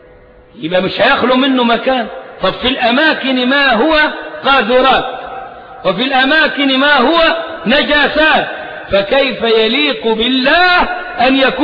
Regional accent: Egypt; وإحنا أبناء مصر مش ضيوف عليها ولا حاجة

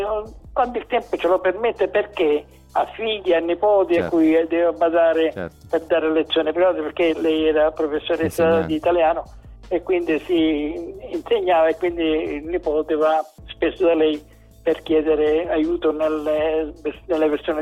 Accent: Sicily, Italy; c'è una procedura di un tempo da noi, dalle nostre parti, specialmente in Sicilia

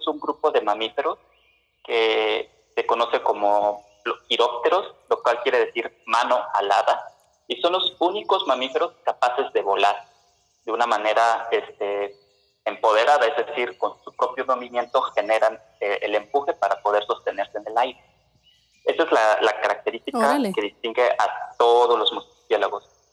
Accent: Veracruz, Mexico; como buen veracruzano, una taza de café sin azúcar

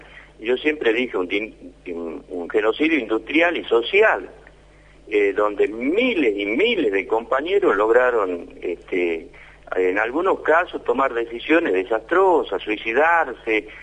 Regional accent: Argentina; nos han hecho como argentinos, como trabajadores y como ciudadanos

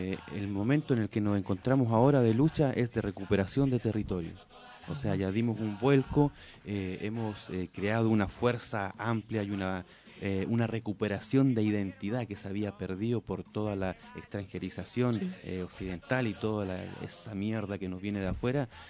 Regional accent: Chile; now in Argentina; Relacionado a lo que es mi comunidad, a lo que es el pueblo mapuche, yo soy del Gulumapu, del otro lado de la cordillera.

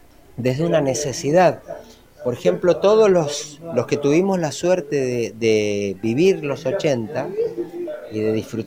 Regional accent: Mendoza, Argentina; esas canciones tan bonitas que nos identifican también como mendocinos

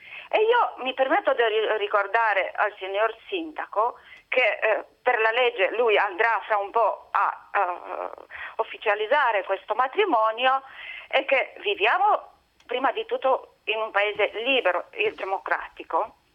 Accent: Romania; Italian is a second language; now in Lucca, Italy; Io sono da Luca, ma sono romena.

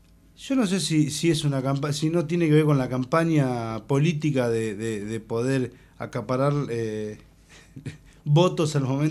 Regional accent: La Plata, Buenos Aires Province, Argentina; O sea, nosotros nos criamos acá en La Plata escuchando, haciendo peñas

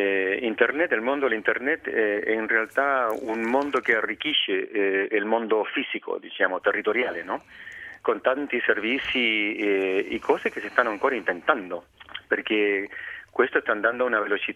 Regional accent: Chile; Italian is a second language; now in Edinburgh, United Kingdom; Io sono cileno.

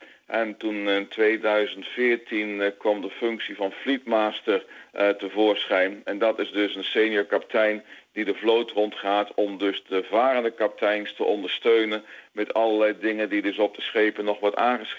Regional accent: Gelderland, Netherlands; born there; Ja, ik ben op de Veluwe geboren, dus ver van de Zoutwater.

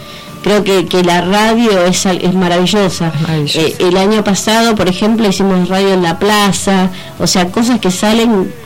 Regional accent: Hurlingham, Buenos Aires Province, Argentina; nosotros somos de Hurlingham.

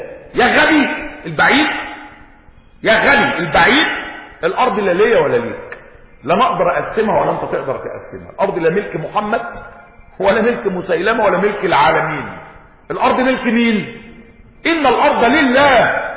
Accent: Egypt; يعني احنا مصريين وعارفين يعني البير وغطاء

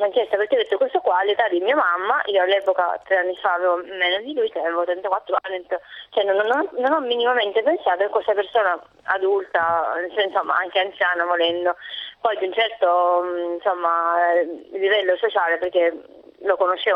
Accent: Sicily, Italy; accent: Sicilian; Lui aveva riconosciuto il mio accento siciliano

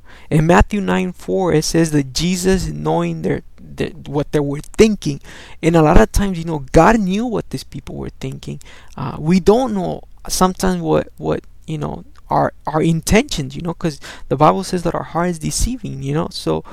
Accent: El Salvador; first language Spanish; English is a second language; moved away; English, even though Spanish is my first language, I understand English a little bit more. I don't know how to explain it to you, because I've been here for more time than I was in El Salvador.

